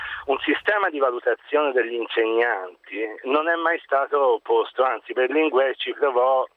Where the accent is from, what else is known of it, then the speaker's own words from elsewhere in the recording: Tuscany, Italy; io sono toscano